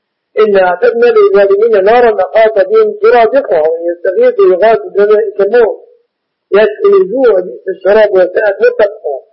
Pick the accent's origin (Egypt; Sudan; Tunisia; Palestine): Egypt